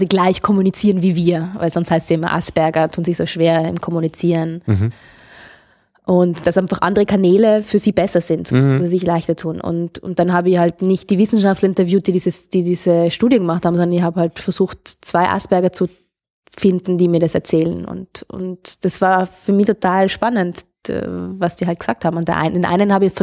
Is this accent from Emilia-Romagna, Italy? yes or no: no; Trentino-Alto Adige, Italy; Ich bin aus Südtirol, genau.